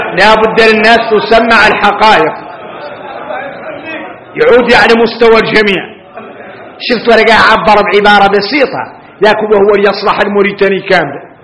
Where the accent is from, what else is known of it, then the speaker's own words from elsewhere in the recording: Mauritania; احنا موريتاني دائما عندنا أسواق خارجي